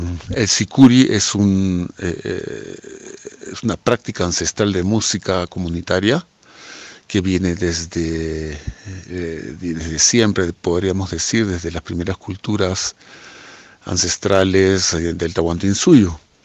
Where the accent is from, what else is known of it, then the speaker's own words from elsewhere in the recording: Lima, Peru; now in Sacred Valley, Peru; Soy peruano. He nacido en Lima. Y después de una gran vuelta por el mundo, me decidí afincarme en este hermoso Valle Sagrado hace ya 24 años, desde el año 2000